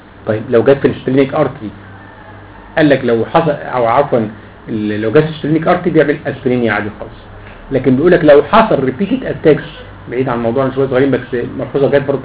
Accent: Egypt; اللي هو اسمه عندنا في مصر زينات

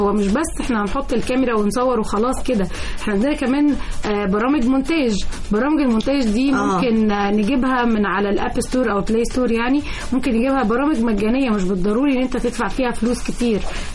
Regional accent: Egypt; وايه السبب اللي بيحصل ليه جت عندنا في مصر وهكذا

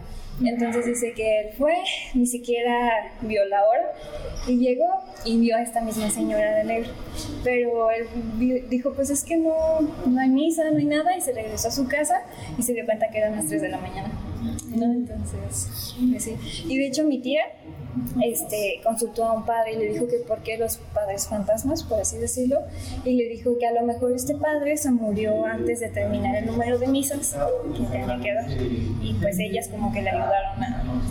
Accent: Pátzcuaro, Michoacán, Mexico; Yo soy de Pátzcuaro, Michoacán.

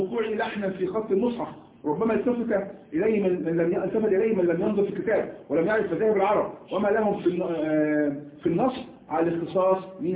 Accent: Egypt; نحن كمصريين لا نخرج اللسان عمق الله وعندنا ايضا كمصريين لا نقول بالجيم جاء

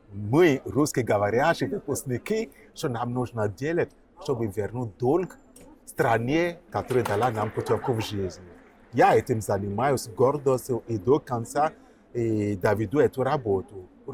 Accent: Benin; Russian is a second language; Я родом из Бенина.

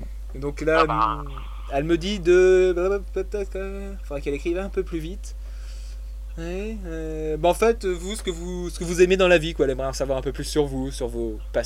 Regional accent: Perpignan, Occitanie, France; À Perpignan, on sait manier les boules.

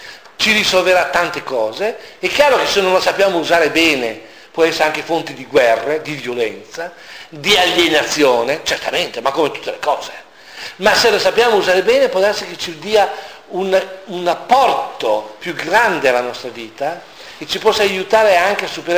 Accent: Emilia-Romagna, Italy; Io sono emiliano, a me piace stare a tavola e mangiare cose buone.

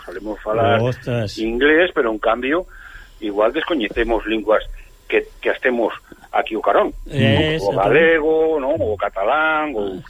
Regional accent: Galicia, Spain; igual que somos galegos, podemos ser españoles, podemos ser europeos, non pasa nada

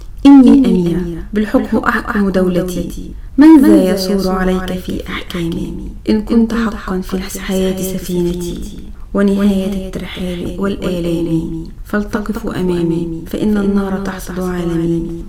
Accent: Mansoura, Dakahlia, Egypt; وكنت الاولى على قسم علم الرياضه في محافظه الدقهليه، انا من المنصوره

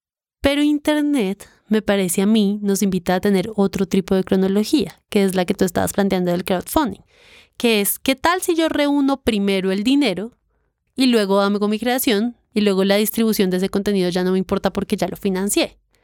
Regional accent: Colombia; que yo soy colombiana

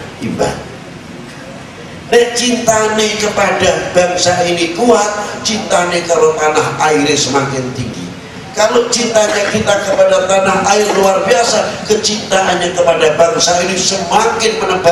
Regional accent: Indonesia; born there; Kebetulan saya dilahirkan, ngaku aja ngomong saya orang Indonesia ini, kebetulan saya dilahirkan di Indonesia.

